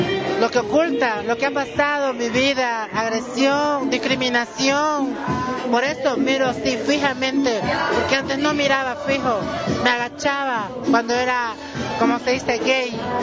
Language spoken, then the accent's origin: Spanish; Santa Cruz, Bolivia; now in La Paz, Bolivia; No, soy camba, pero resido acá.